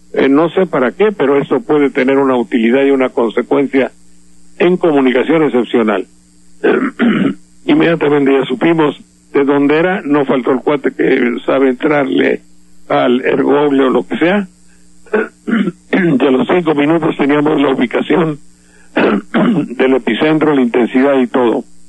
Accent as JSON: {"language": "Spanish", "country": "Mexico", "said": "las gentes de mi pueblo, de por acá, de México en general"}